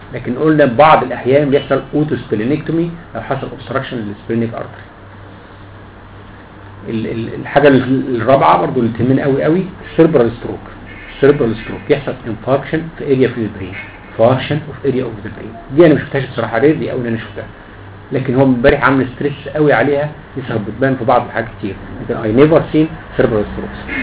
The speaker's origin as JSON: {"language": "Arabic", "country": "Egypt", "said": "اللي هو اسمه عندنا في مصر زينات"}